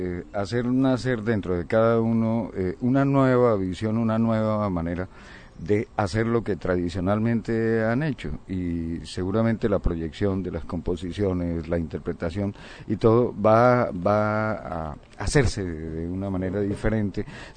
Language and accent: Spanish; Colombia; Somos colombianos, en primer lugar.